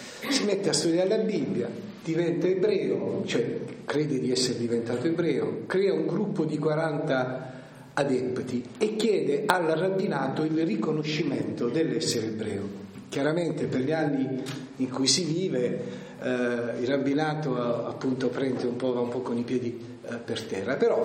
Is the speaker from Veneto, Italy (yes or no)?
no; Apulia, Italy; avrete capito che sono pugliese, sono nato nel sud d'Italia